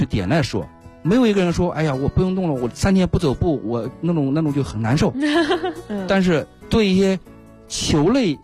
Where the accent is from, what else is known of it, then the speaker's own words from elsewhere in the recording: China; 我们中国人实际上对这个极限运动也好，